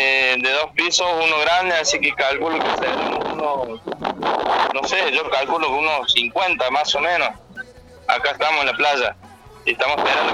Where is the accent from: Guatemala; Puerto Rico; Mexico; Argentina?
Argentina; somos los únicos argentinos. Es una playa bastante, bastante grande.